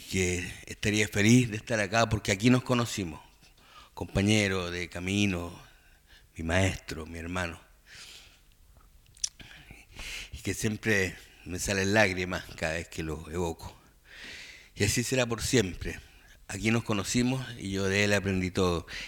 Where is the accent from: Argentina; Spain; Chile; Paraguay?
Chile; Los Lagos; Estoy de vuelta en mi tierra. Yo viví 6 años aquí en Chiloé. Soy de los Palafitos de Gamboa